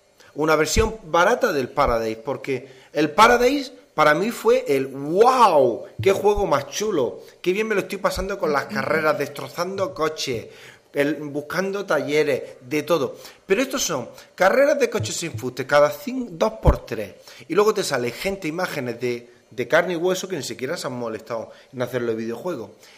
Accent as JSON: {"language": "Spanish", "country": "Spain", "said": "Es como los españoles, tenemos"}